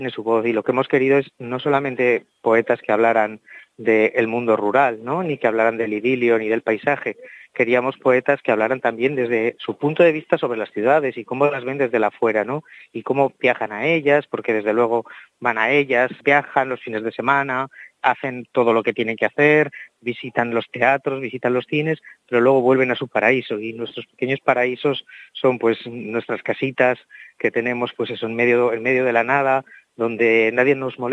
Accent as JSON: {"language": "Spanish", "town": "Teruel", "region": "Aragon", "country": "Spain", "said": "Soy de Teruel y además le tengo mucho cariño"}